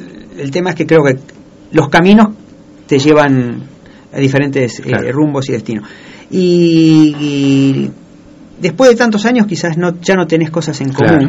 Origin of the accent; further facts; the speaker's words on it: Ituzaingó, Buenos Aires Province, Argentina; Yo del oeste, de Ituzaingó.